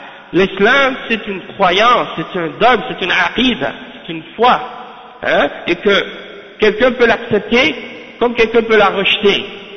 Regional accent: Haiti; quand je leur dis je viens d'Haïti

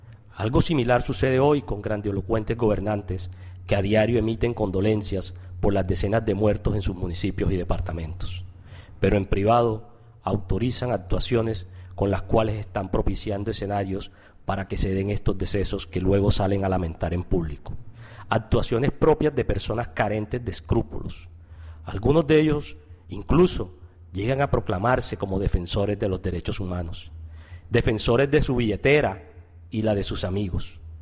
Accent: Córdoba, Argentina; Mi tierra natal, Córdoba

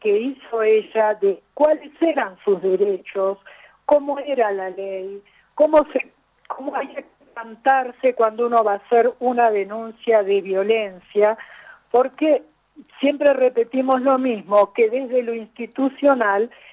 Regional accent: Los Hornillos, Córdoba, Argentina; desde Villa de las Rosas, nos hemos ido corriendo para acá, para Los Hornillos, yo soy de Los Hornillos

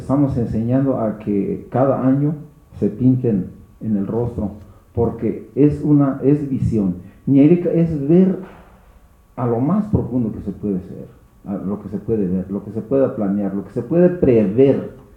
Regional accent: Mexico; ¿No somos mexicanos para defender nuestra nación?

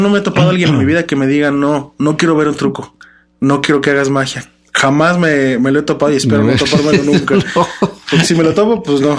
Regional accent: Mexico; No, pues es que somos mexicanos, no podemos dejar la picardía a un lado

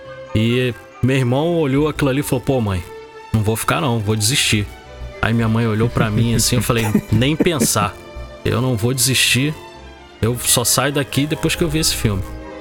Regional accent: Rio de Janeiro, Brazil; Eu sou do Rio de Janeiro, né? Eu morava ali no bairro do Meia.

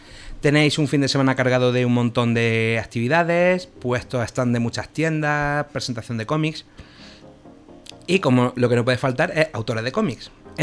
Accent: Andalusia, Spain; vale, yo soy andaluz

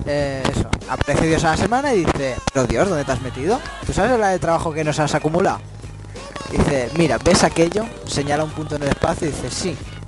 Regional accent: Madrid, Community of Madrid, Spain; born there; y yo nací en Madrid, me sigue haciendo la misma gracia.

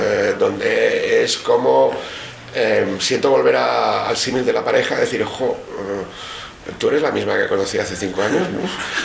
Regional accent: Bilbao, Basque Country, Spain; Yo me siento europeo, nunca me he sentido anglosajón, ni latino, ni... Yo soy de Bilbao y tengo un sentimiento norte-europeo

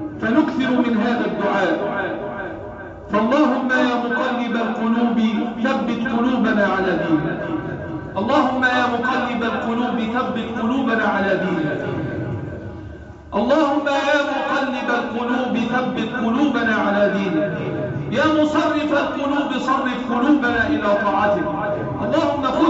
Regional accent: Egypt; اللهم احفظ بلدنا مصر وسائر بلاد

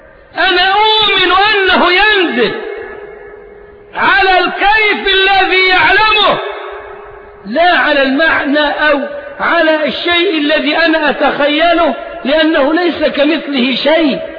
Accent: Egypt; وإحنا أبناء مصر مش ضيوف عليها ولا حاجة

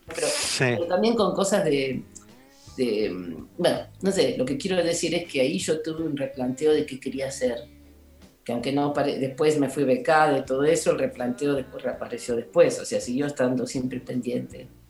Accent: Ciudad Jardín Lomas del Palomar, Buenos Aires Province, Argentina; Soy de Ciudad Jardín, Lomas del Palomar.

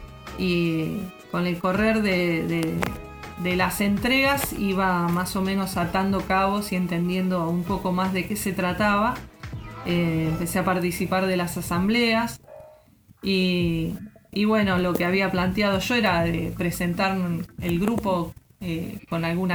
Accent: Santa Clara del Mar, Buenos Aires Province, Argentina; soy de Santa Clara del Mar.

